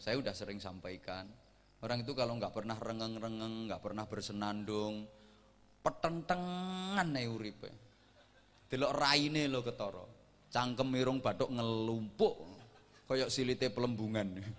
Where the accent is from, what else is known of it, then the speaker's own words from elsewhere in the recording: Bojonegoro, East Java, Indonesia; Kayak adhan khas daerah saya, daerah Bojonegoro.